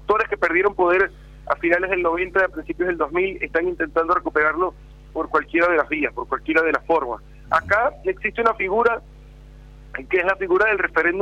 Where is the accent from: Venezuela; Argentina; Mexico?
Venezuela; Acá en Venezuela hay un dicho